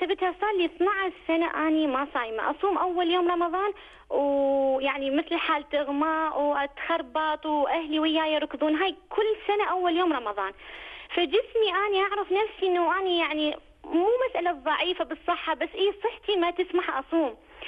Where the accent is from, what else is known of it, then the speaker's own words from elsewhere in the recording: Iraq; يعني ممكن مثلا بلدي العراق